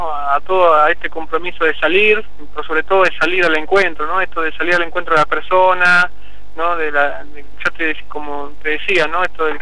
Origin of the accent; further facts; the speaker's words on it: Argentina; a mi diócesis, a mi pueblo, a Argentina, ¿no?